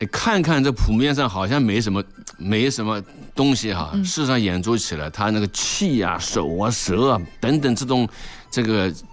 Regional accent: southern China, China; now in Northern China; 其实我是南方人，刚刚到北方来的时候

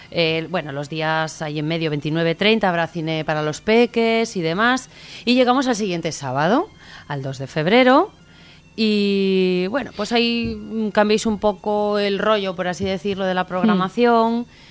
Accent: Tanos, Cantabria, Spain; No, no yo soy de Tanos, pero ya no vivo en Tanos, vivo aquí abajo, en Torrelavega.

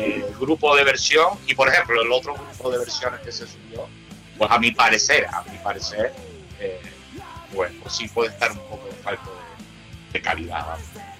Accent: Peñabaja, Spain; una parte que me afecta a mí, que es en mi pueblo, en Peñabaja

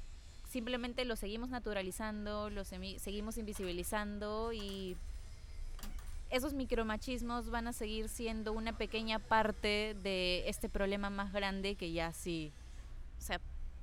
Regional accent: Peru; No voy a decir como peruanos

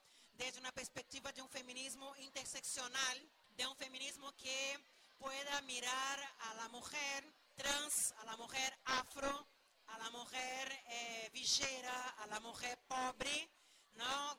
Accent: Brazil; Spanish is a second language; Yo soy brasileña.

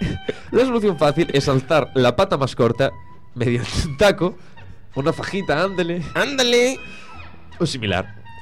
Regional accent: Argentina; Perdón, colgar, no coger. Es que vengo de Argentina.

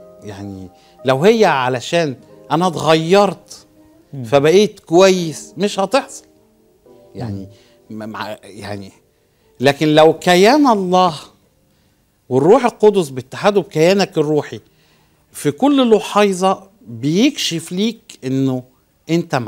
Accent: Egypt; now in Besançon, France; وانا ماشي من مصر كانت الفكرة حاجة الكلام دوت من 25 سنة

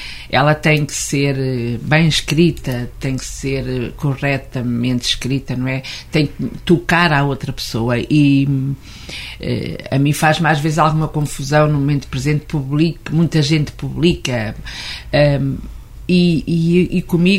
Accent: Seia, Guarda, Portugal; eu cresci em Ceia, não é?

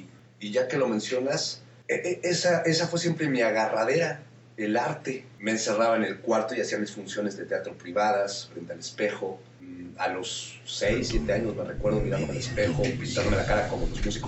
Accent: Mexico City, Mexico; born there; Nací aquí en la Ciudad de México, pues me gusta más bien decir que nací acá en este planeta

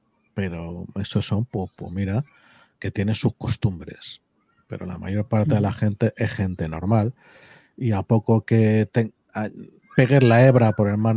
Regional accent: Madrid, Community of Madrid, Spain; aunque yo soy madrileño y Madrid es mi patria chica

